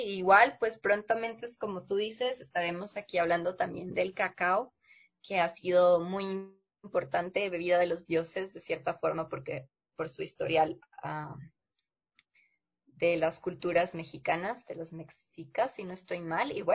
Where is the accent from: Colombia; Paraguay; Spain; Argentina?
Colombia; las asociaciones que existen en Colombia, Y que en realidad, pues como les mencionaba, en mi país es muy marcada la influencia del café